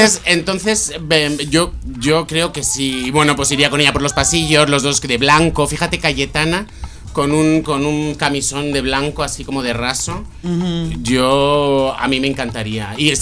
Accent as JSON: {"language": "Spanish", "country": "Spain", "said": "Como español ignorante es una pregunta que está en el aire."}